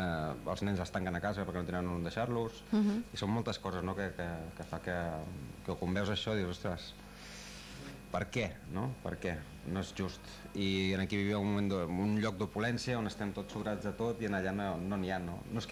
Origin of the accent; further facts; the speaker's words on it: Badalona, Catalonia, Spain; Jo sóc de Badalona